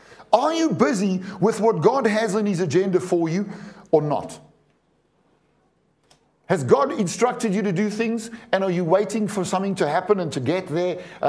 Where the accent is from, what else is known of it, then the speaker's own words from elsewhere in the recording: South Africa; To South Africans, when I say "I'm coming just now," it means when I'm finished doing what I'm doing now, at some point in the near future, you'll see me.